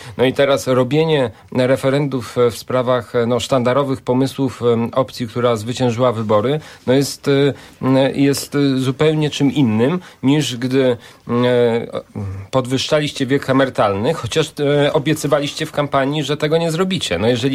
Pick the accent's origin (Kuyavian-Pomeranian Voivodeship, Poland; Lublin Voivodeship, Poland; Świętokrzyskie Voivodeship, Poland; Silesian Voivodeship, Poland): Kuyavian-Pomeranian Voivodeship, Poland; Bydgoszcz; Ja jestem z Bydgoszczy